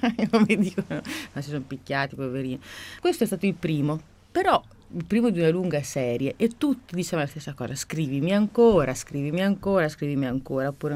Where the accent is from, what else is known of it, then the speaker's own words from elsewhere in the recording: Emilia-Romagna, Italy; Poi io sono emiliana